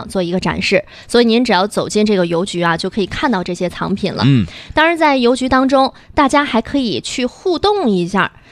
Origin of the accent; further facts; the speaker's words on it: Shijiazhuang, Hebei, China; moved away as an adult; now in Beijing, China; 你看我是石家庄人，是不是？但后来上大学包括工作之后就留在北京了，其实一年能回家的次数并不多。